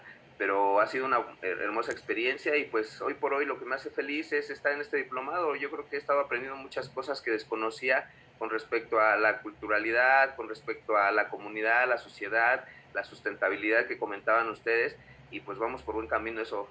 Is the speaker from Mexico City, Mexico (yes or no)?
yes; Mexico City, Mexico; born there; tengo 45 años, yo nací aquí en la Ciudad de México, soy hijo de padres oaxaqueños, de un poblado que se llama San Miguel Huautla, que pertenece al municipio de Nochistlán, Oaxaca.